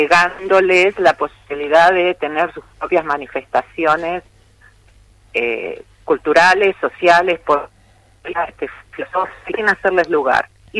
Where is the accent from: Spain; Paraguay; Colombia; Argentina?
Argentina; Como ciudadana argentina quiero creer que sí